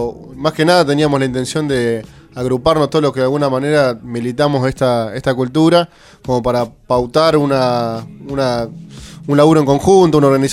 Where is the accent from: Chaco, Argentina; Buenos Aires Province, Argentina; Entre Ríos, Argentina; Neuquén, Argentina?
Buenos Aires Province, Argentina; La Plata; Yo soy de acá de La Plata.